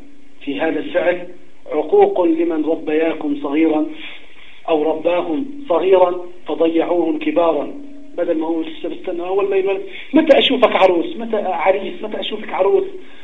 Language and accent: Arabic; Jordan; طالب في جامعة خاصة عندنا في الأردن